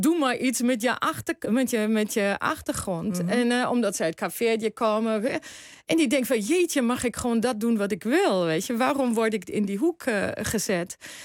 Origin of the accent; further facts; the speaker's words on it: Germany; now in Netherlands; In 92 naar Nederland gekomen.